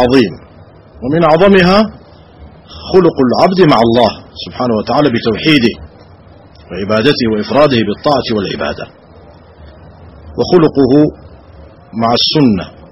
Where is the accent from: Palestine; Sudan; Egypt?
Sudan; نعاني في بلادنا السودان ها هنا